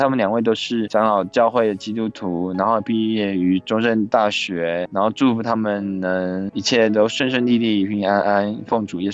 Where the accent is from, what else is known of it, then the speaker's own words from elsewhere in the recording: Taichung, Taiwan; 他是我们台中人的样子